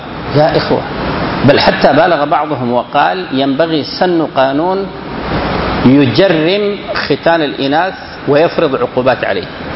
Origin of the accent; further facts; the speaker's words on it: Sudan; هو الختان الفرعوني المشهور عندنا في السودان وفي بعض الدول القريبة